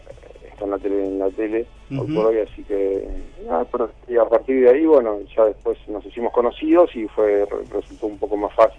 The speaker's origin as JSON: {"language": "Spanish", "country": "Argentina", "said": "Sí, soy argentino."}